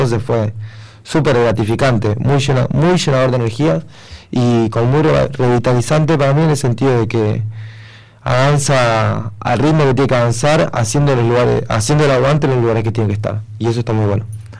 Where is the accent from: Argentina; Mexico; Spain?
Argentina; La Rioja; accent: Riojano; Tengo un acento riojano, si se han dado cuenta.